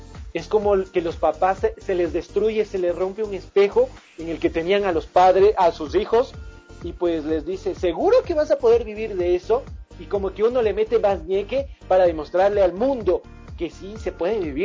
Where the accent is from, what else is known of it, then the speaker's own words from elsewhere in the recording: Ecuador; nosotros somos ecuatorianos y somos un pueblo de guerreros y guerreras, que no nos amilanamos ante nada.